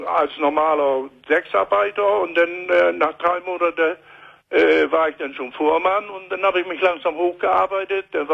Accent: Germany; also born or lived in Scotland; now in Portugal; Wo ich mich entschieden habe, von Schottland wegzugehen, da war ich am Überlegen. Soll ich wieder nach Deutschlan

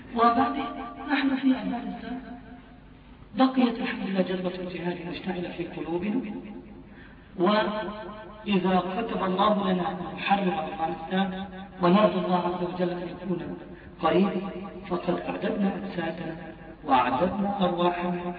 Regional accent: Palestine; أنا ابن فلسطين، أرضي راحة، بلدي ذهب، أهلي يعيشون إخواني يعيشون تحت حكم اليوم

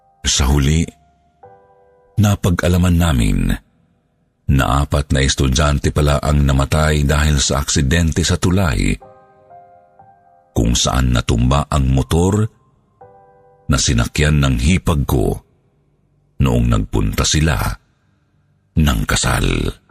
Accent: Davao Region, Philippines; Gusto ko lang ikwento ang karanasan ko noong bata pa ako sa probinsya namin sa Davao del Sur.

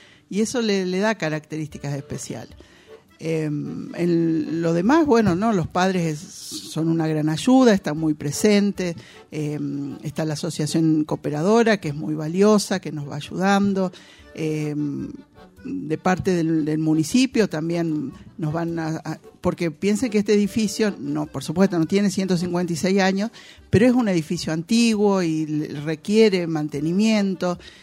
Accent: El Trébol, Santa Fe, Argentina; born there; Sí, soy santafesina, bueno, nací allá.

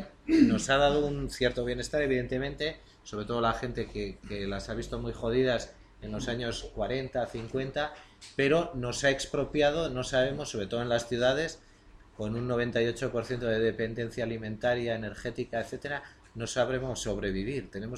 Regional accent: Basque Country, Spain; Nosotros somos una izquierda europea, la vasca

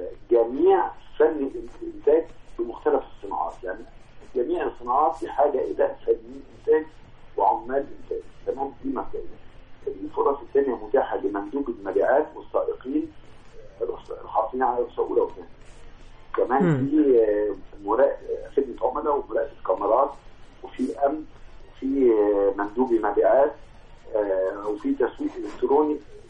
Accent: Egypt; هي المشكله عندنا في مصر في المؤهلات

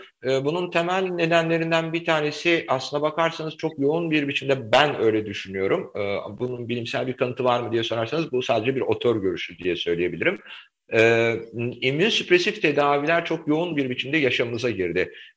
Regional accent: Aegean Region, Turkey; Yani ben bir Egeli olarak özellikle Samos ve o bölge benim için çok önemlidir.

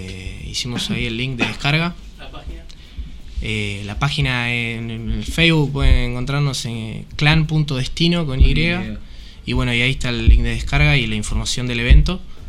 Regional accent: Mar del Plata, Buenos Aires Province, Argentina; nosotros somos de Mar del Plata

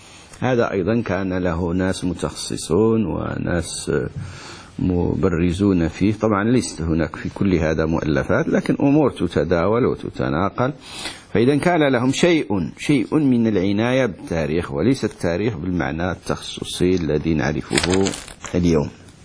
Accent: Morocco; احنا عندنا في المغرب الفلاحون يقولون المنازل، ما عرفش عندكم ماذا تسمى المنازل

